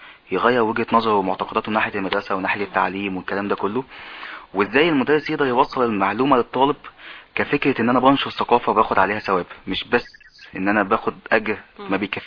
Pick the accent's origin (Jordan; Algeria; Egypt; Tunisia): Egypt; الحاجات العلميه اللي طالعه جديد عندنا في مصر هي قديمه قوي